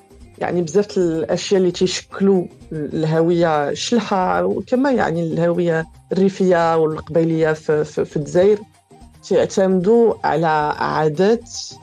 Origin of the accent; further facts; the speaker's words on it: France; انا كبرت في فرنسا واغلبيه عائلتي ساكنه في المغرب، حنا قراب وتربينا يعني تربيه تقليديه واكيد حنا يعني هويتنا كشلوح ومغاربه